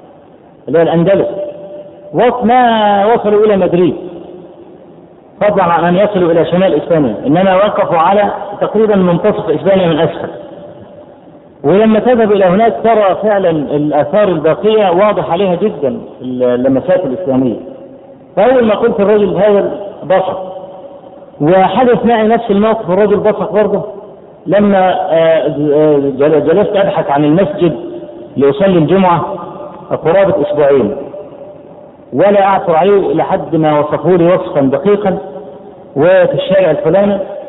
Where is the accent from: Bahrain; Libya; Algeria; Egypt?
Egypt; اول ما عرف ان انا من مصر قال برامدس برامدس يعني الاهرام